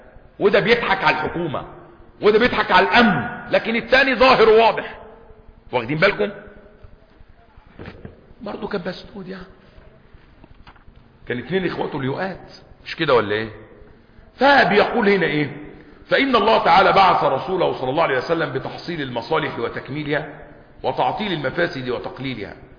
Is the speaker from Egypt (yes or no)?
yes; Egypt; ممنوع علينا كمصريين ولا ايه